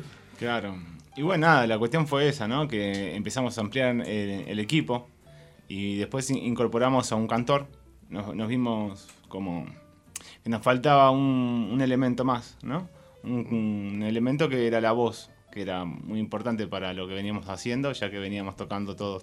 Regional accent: La Plata, Buenos Aires Province, Argentina; Sí, de La Plata.

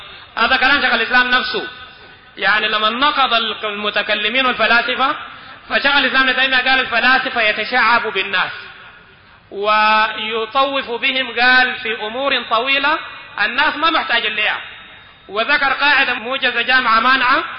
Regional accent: Sudan; عندنا في السودان

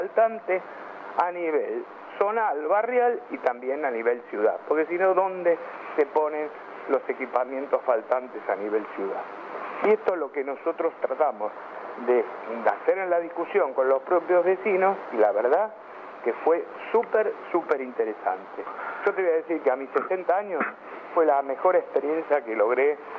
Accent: Buenos Aires, Argentina; yo a nivel personal vivo en Caballito, soy de Caballito, soy hincha de Ferro

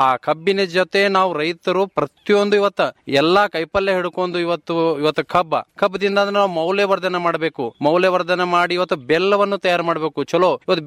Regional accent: Almel, Karnataka, India; ನಾನು ಆಲ್ಮೇಲ್ದವನು.

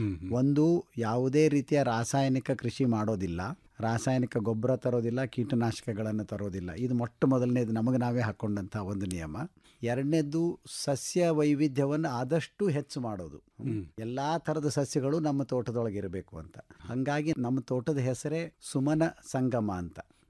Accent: Athani, Karnataka, India; ನಮ್ಮ ಊರು ಅಥಣಿ. ಅಥಣಿ ಒಳಗೆ ನಮ್ಮ ಕುಟುಂಬದಿಂದ ಬಂದಂತಹ ಜಮೀನು ಅಲ್ಲಿರೋದ್ರಿಂದ

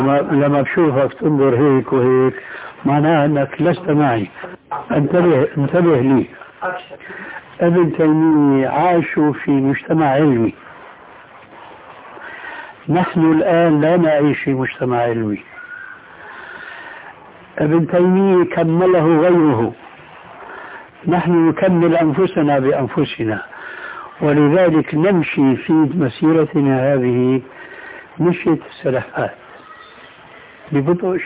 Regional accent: Syria; كما يقولون عندنا في سوريا ما عندهم عمل إلا سند الحيطان أو إلقاء رجل على رجل

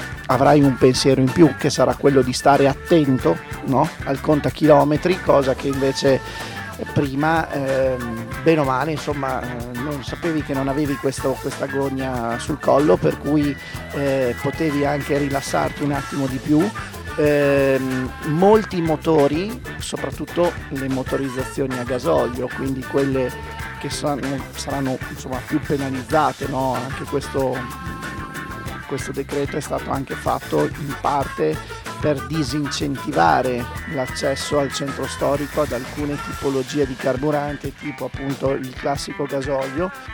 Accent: Bologna, Emilia-Romagna, Italy; come imprenditore sì, come bolognese ni

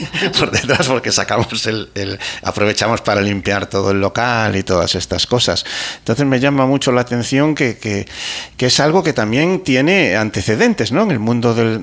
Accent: Spain; accent: Spanish; con el acento español suena fatal. Paz, esas zetas que metemos.

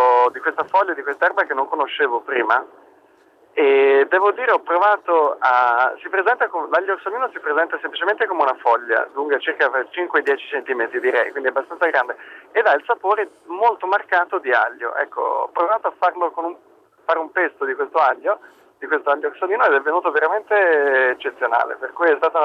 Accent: Tuscany, Italy; now in Milan, Italy; No, io sono toscano di origine, che adesso sono trapiantato a Milano.

